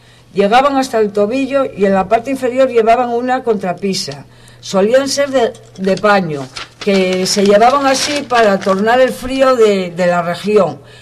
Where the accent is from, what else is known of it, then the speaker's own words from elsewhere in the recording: Asturias, Spain; y solo apuntaría como asturiana que me gustaría que alcanzaran la notoriedad que se merecen